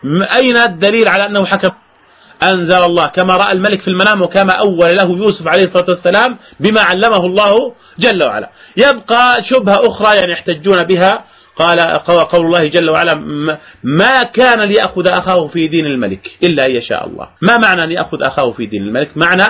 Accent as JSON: {"language": "Arabic", "country": "Jordan", "said": "عندنا في الأردن بهذه الآيات"}